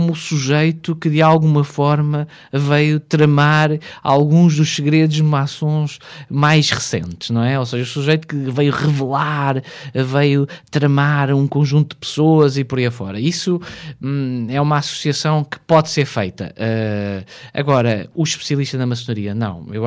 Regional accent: Portugal; chegámos porque somos portugueses.

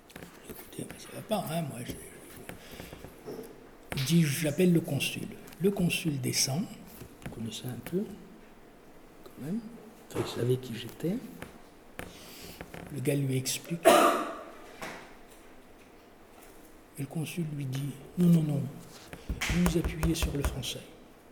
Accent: France; born there; Il se trouve que je suis né en France. Et donc, j'ai été déclaré à l'été civil en France. Et comme beaucoup de Kabyles

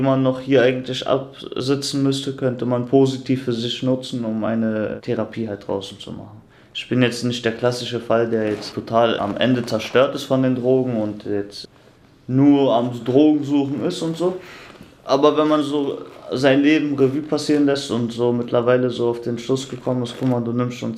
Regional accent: Germany; born there; Aber ich bin ja in Deutschland geboren, ich kenne nichts anderes.

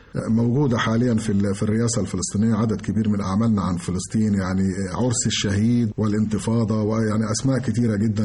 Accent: Egypt; وإحنا كمصريين طبعا مهتمين جدا بالقضية

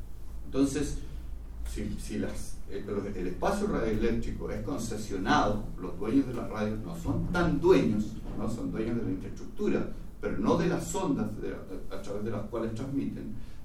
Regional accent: Chile; necesitamos realmente afianzarnos con identidad como chilenos en el mundo de la globalización

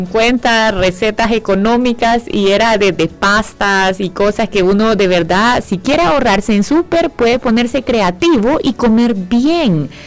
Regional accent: El Salvador; Al final somos salvadoreños y deberíamos

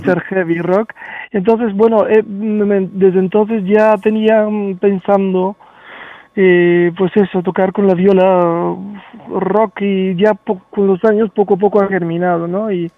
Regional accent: Sofia, Sofia City, Bulgaria; Spanish is a second language; Yo soy de Bulgaria, de Sofía.

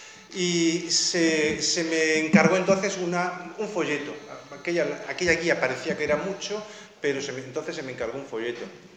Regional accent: Alhama de Granada, Andalusia, Spain; yo siempre me he sentido solo, aquí, en mi pueblo, me he sentido solo.

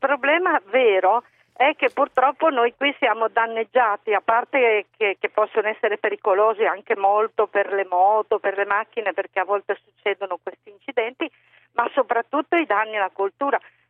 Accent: Liguria, Italy; noi siamo liguri, abbiamo dei terreni

